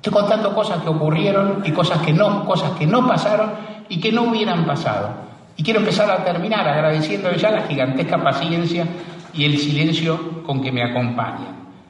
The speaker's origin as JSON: {"language": "Spanish", "country": "Argentina", "said": "Como argentino que soy, como nieto de rusos impresentables que soy"}